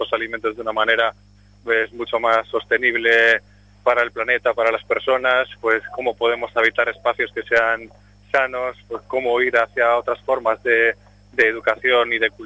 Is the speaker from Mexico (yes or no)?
no; Vitoria-Gasteiz, Basque Country, Spain; nosotros venimos de Vitoria-Gasteiz